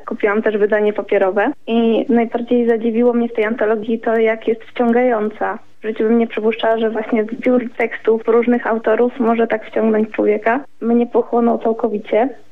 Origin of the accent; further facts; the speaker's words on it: Rzeszów, Subcarpathian Voivodeship, Poland; now in Kraków, Poland; jestem z Rzeszowa, obecnie mieszkam w Krakowie.